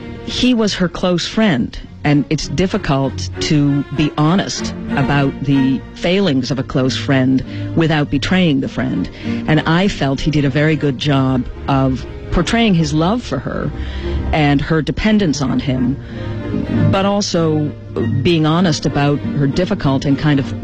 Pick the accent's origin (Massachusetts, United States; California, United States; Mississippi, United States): Massachusetts, United States; Boston; I grew up in Boston, and so, you know, it wasn't too far